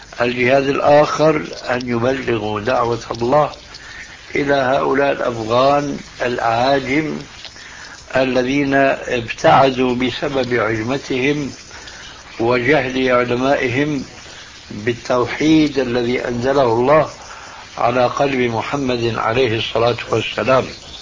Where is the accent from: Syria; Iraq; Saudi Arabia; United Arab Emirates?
Syria; يضرب المثل عندنا في سوريا أن رجل كردي يبقى متحمس للإسلام